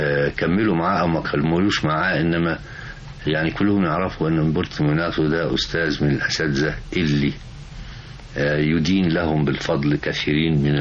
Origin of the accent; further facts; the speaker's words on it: Egypt; قلت له انا مصري